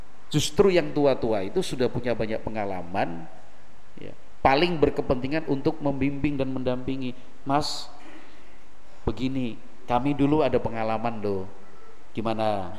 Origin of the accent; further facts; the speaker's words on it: Java, Indonesia; Kalau kita orang Jawa itu kursi yang panjang terus lebar itu apa namanya?